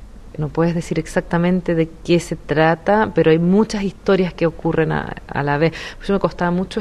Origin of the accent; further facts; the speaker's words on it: Santiago, Santiago Metropolitan Region, Chile; yo vivo en la ciudad, soy de Santiago